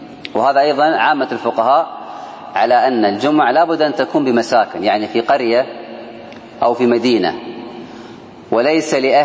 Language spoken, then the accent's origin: Arabic; Kuwait; وعندنا في الكويت الآن وغالب الدول الله أعلم قدروها بعشرين دقيقة